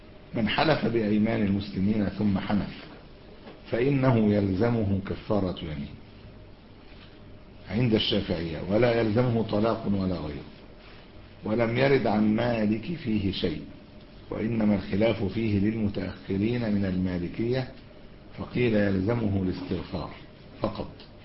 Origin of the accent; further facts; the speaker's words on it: Egypt; هو بيقولوا احنا عندنا في مصر